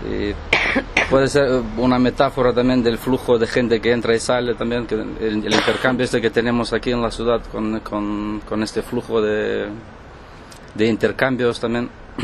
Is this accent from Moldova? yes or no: yes; Moldova; Spanish is a second language; De Moldavia.